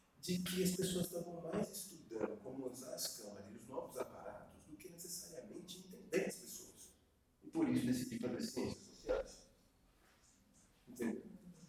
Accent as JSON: {"language": "Portuguese", "region": "Northeast Region", "country": "Brazil", "tie": "born or raised there", "said": "sou nordestino, sou do caso Santa Agostinho, e cresci num dos bairros mais perigosos do Brasil, né? E aí sou formado pela Federal de Recôncavo"}